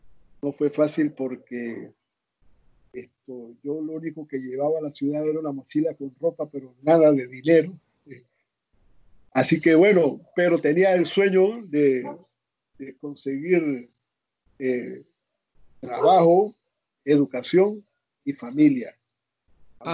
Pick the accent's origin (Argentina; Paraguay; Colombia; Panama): Panama; Azuero Peninsula; born there; Incluso en el área donde yo nací, en la península de Azuero, que se dice que son de raíces hispanas